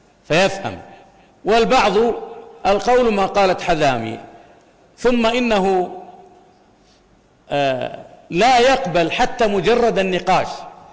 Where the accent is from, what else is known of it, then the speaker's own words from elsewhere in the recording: Al-Kharj, Riyadh Province, Saudi Arabia; فهناك من قتل أمة عندنا في الرياض في الخرج